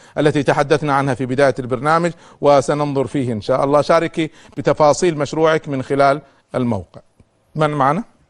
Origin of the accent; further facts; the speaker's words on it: Kuwait; لما كان عندنا في الكويت